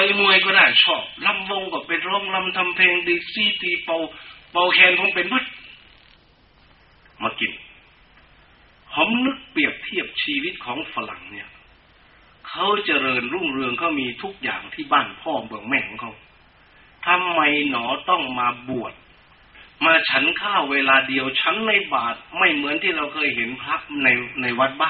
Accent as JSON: {"language": "Thai", "region": "Sakon Nakhon", "country": "Thailand", "tie": "born or raised there"}